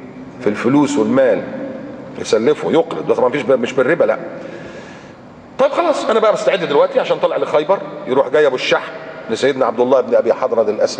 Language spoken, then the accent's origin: Arabic; Egypt; وعندنا في مصر الصليبين واخدين اجازة ولا لا؟